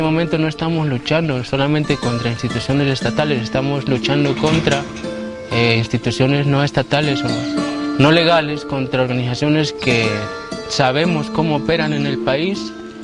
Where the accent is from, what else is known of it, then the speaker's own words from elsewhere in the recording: Guerrero, Mexico; Porque soy guerrerense y los he visto actuar multitud de veces.